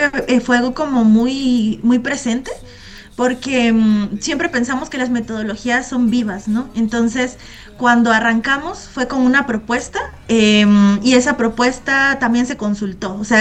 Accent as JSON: {"language": "Spanish", "region": "Tabasco", "country": "Mexico", "said": "nosotras somos de Tabasco, todas, somos tres"}